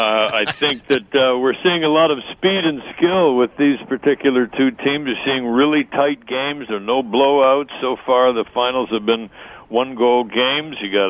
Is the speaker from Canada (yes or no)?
yes; Canada; now in United States; I'm a Canadian, but I'm a resident alien. Actually, not anymore. I'm now transnational.